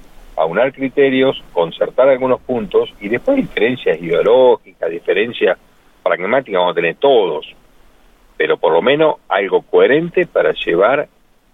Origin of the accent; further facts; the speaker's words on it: Argentina; Son las metas que nosotros nos tenemos que proponer como argentinos.